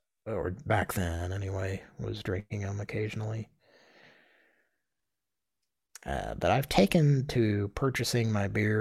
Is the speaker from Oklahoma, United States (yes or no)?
yes; Oklahoma, United States; our longtime listeners know that we grew up in Oklahoma